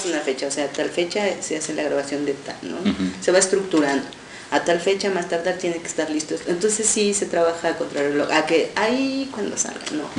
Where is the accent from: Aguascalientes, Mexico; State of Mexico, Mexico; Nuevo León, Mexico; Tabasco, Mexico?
State of Mexico, Mexico; Texcoco; Yo viví el DF, porque yo soy del Estado de México, uh-huh. de Texcoco. Viví ahí 10 años